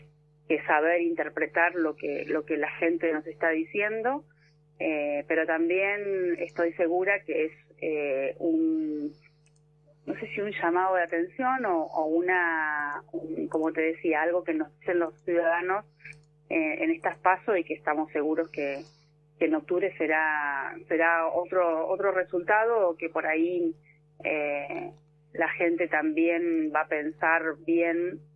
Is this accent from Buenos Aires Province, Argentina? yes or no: yes; Bahía Blanca, Buenos Aires Province, Argentina; tengo mi familia en, ajá, Bahía Blanca, mi infancia, mi adolescencia, toda en Bahía Blanca